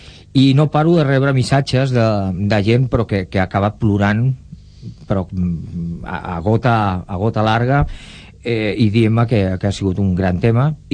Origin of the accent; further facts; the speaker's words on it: Catalonia, Spain; Soc català i si paguen l'entrada els hi farem lloc.